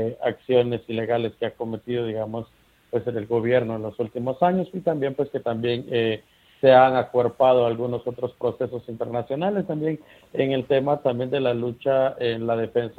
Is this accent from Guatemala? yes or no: yes; San Cristóbal Verapaz, Alta Verapaz, Guatemala; Soy originario de San Cristóbal Alta Verapaz, la parte norte del país de Guatemala.